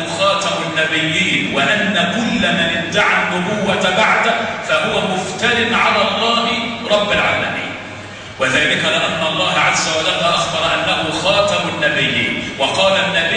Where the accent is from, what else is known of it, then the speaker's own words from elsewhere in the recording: Egypt; اللهم اجعل بلدنا مصر آمنة مطمئنة وسائر بلاد